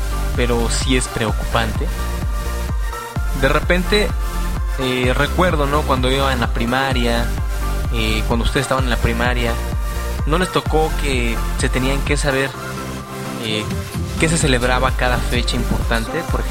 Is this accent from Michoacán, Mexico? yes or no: no; Mexico City, Mexico; now in Guadalajara, Mexico; Ustedes saben que yo soy oriundo del Distrito Federal.